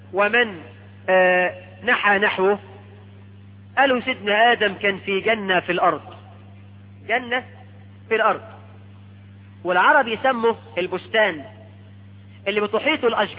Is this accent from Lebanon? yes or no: no; Egypt